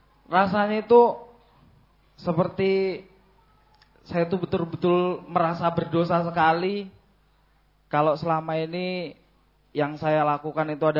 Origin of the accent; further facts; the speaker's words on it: Gunung Tua, North Sumatra, Indonesia; now in Madiun, Indonesia; Saya dari Gunung Tua, Kecamatan Padang Lawas Utara, Kabupaten Tapanuli Selatan, Sumatera Utara.